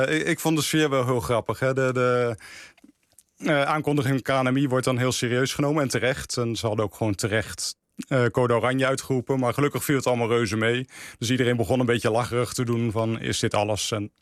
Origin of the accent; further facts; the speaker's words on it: Eindhoven, North Brabant, Netherlands; We komen allebei uit Eindhoven.